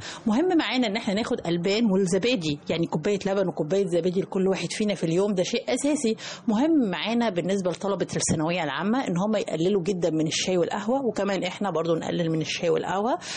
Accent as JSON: {"language": "Arabic", "country": "Egypt", "said": "لانه للأسف الشديد احنا كمواطنين مصريين بناخد كمية قليلة جدا من الالياف الغذائية"}